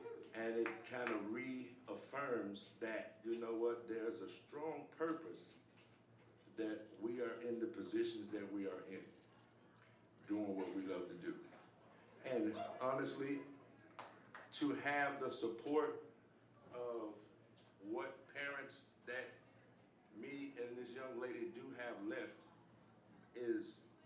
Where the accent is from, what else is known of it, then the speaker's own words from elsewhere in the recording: Memphis, Tennessee, United States; They've came all the way to my hometown of Memphis, Tennessee, and come to a show that I've done.